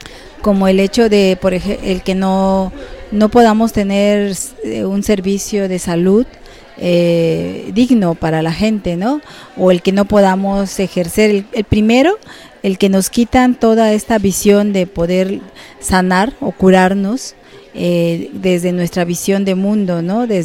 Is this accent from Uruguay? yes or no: no; Juchitán, Oaxaca, Mexico; soy del Istmo de Tehuantepec, de Juchitán. Pertenezco al pueblo indígena Binizá.